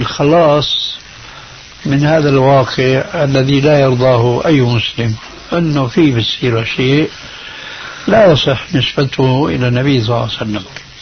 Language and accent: Arabic; Syria; عندنا بسوريا من زمان